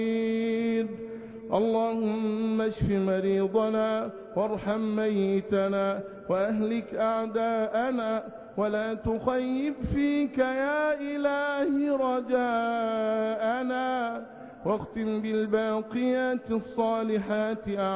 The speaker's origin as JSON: {"language": "Arabic", "country": "Egypt", "said": "اللهم احفظ بلادنا مصر بحفظك وارعها برعايتك وأمنها بأمانك"}